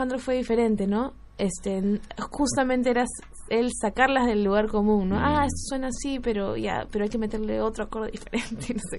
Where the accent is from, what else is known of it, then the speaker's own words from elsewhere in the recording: Lima, Peru; nosotros venimos de Lima, Perú.